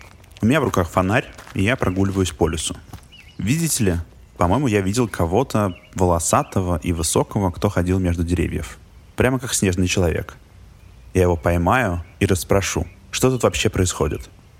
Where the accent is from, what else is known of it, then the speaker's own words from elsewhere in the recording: Moscow, Russia; now in Scotland, United Kingdom; Я москвич, которому случилось переехать в замок в Шотландии. Я тут живу, кажется, уже несколько месяцев.